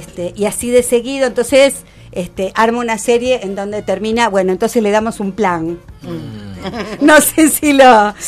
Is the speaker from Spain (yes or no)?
no; Entre Ríos, Argentina; entrerrianos nos comemos las heces, ¿no?